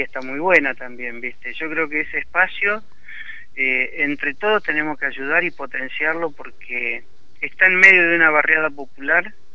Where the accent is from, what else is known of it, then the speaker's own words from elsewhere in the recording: Argentina; Es todo, somos argentinos.